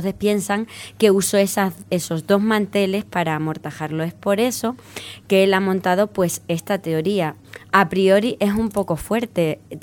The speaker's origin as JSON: {"language": "Spanish", "region": "Extremadura", "country": "Spain", "said": "Y yo, como extremeña interesada en todos estos temas, pues he alucinado."}